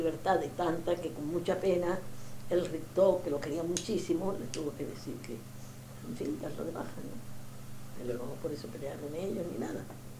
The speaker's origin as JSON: {"language": "Spanish", "town": "Monterrey", "region": "Nuevo León", "country": "Mexico", "lives_now": "Mexico City, Mexico", "said": "Yo cuando me vine de Monterrey me fui a Newton"}